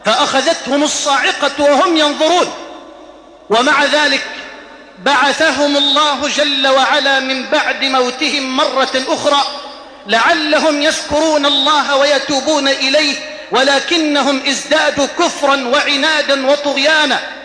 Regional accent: Egypt; هذه إلى بلدنا مصر

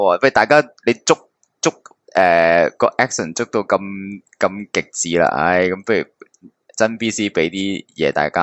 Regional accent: Hong Kong; 我哋即系香港人更加系冇美国嘅旅游节目睇噶嘛

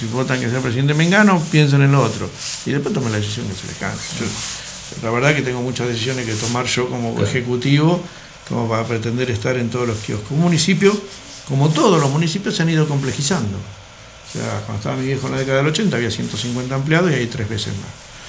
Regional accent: General Alvear, Mendoza, Argentina; soy de General Alvear, un pueblo chico, bendiga a mis alveares y nada más.

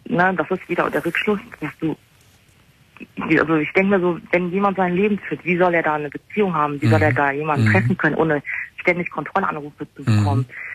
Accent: Germany; born there

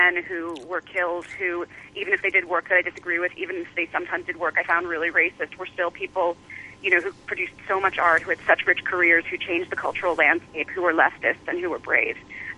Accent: United States; I mean, I'm an American, so that's where my focus is.

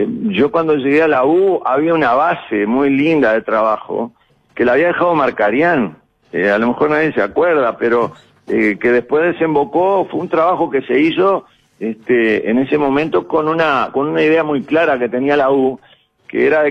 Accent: Uruguay; born there; Y porque nacimos en Uruguay, porque somos un país chiquitito, con muy pocos habitantes

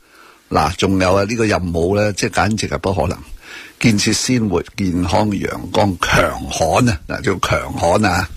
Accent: Hong Kong; 能够我哋香港人想，我想问呢样嘢

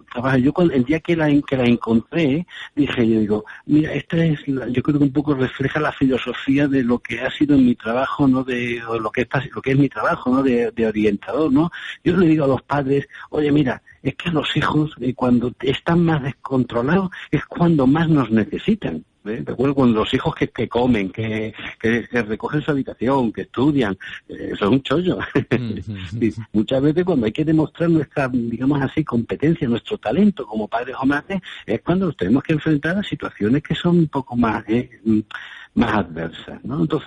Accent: Valencian Community, Spain; now in Badajoz, Spain; aunque vivo aquí en Badajoz, soy valenciano, ¿eh? Así que encantado de estar ahí hablando para mi tierra.

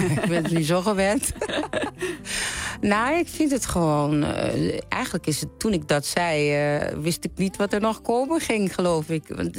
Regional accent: Curaçao; now in Groningen, Netherlands; Ik ben opgegroeid op Curaçao. En daar is het eigenlijk nooit stil, er is altijd muziek.

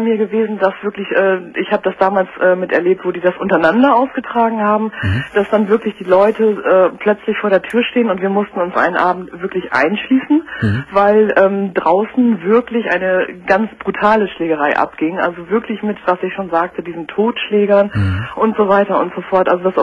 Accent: Bremen, Germany; also ich komme aus Norddeutschland, genauer aus Bremen.

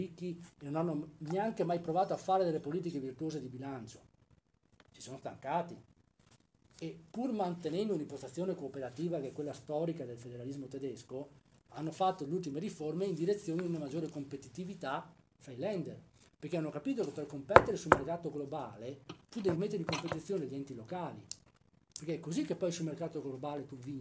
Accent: Veneto, Italy; io vivo in Campania, quindi voglio dire, la mia fidanzata è di Salerno, quindi io sono veneto

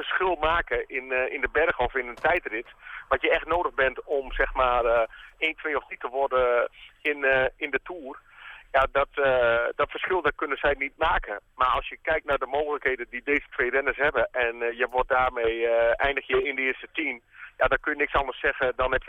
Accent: Netherlands; En wij als Nederlanders weten dat natuurlijk ook wel.

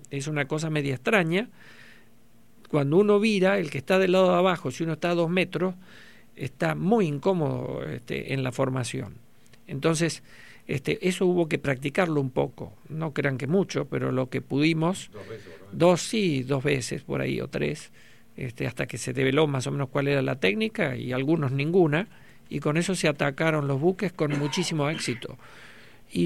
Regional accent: Argentina; nosotros somos argentinos y no dejamos de ser eso

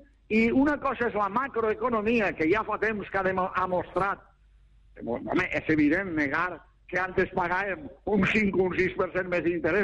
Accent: Valencian Community, Spain; jo sóc espanyol i me sento molt orgullós de ser espanyol, però primer sóc valencià, eh? Epa, primer sóc valencià.

